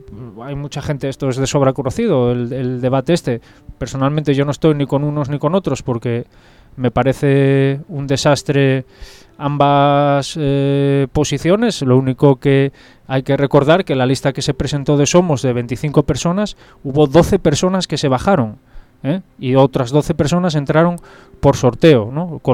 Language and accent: Spanish; Oviedo, Asturias, Spain; Yo tengo 38 años, soy de Oviedo.